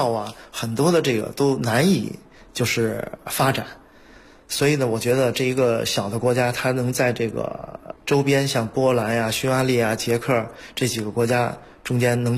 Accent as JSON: {"language": "Chinese", "region": "Beijing", "country": "China", "moved": "as an adult", "lives_now": "Slovakia", "said": "作为一个北京人，我们虽然在海外待了有27年、30年了"}